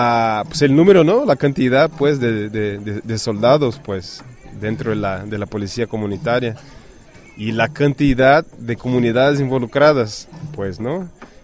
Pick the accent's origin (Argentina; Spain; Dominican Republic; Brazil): Brazil; now in Mexico; brasileño, pronto mexicano, pronto brasileño mexicano, y soy miembro de Jóvenes en Resistencia Alternativa, JRA. Bueno, llegando aquí a la comunidad de Miauchichán o algo así, pues llegando aquí al 17 aniversario de la CRAC. Yo como, aunque haya estado como 5 años en México, voy a cumplir 5 años